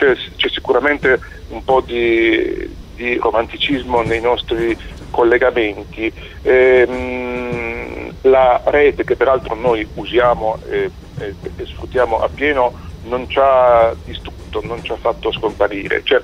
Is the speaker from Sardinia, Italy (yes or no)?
yes; Sardinia, Italy; Per andare da Genova alla Sardegna, peraltro anche la mia terra d'origine